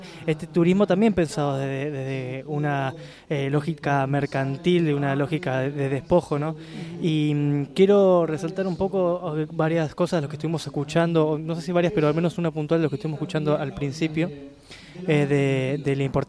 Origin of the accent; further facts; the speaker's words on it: Buenos Aires, Argentina; aquellos que venimos de Buenos Aires, como es mi caso